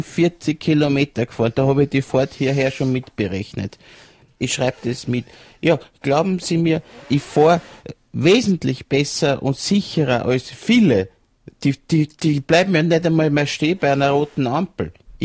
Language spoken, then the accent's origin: German; Baden, Lower Austria, Austria; Ich komme aus Baden in Niederösterreich.